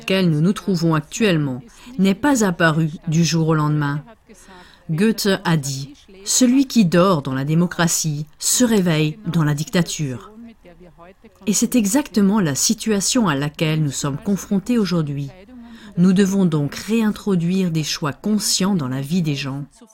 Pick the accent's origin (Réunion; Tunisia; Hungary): Hungary; French is a second language; Je viens de Hongrie